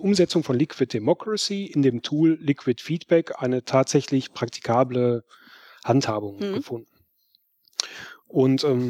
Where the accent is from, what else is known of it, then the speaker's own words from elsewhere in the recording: North Rhine-Westphalia, Germany; ich komme aus Nordrhein-Westfalen, der Parteitag ist in Berlin.